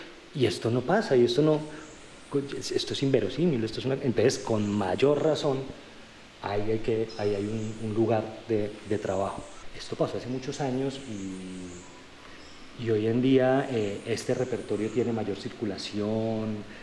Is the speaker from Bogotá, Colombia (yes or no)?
yes; Bogotá, Colombia; born there; No, pues nací en Bogotá.